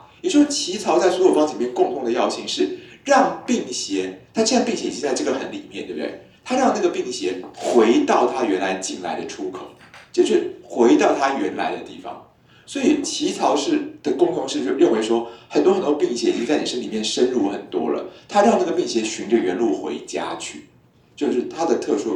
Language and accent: Chinese; Taiwan; 就是我们台湾人口少少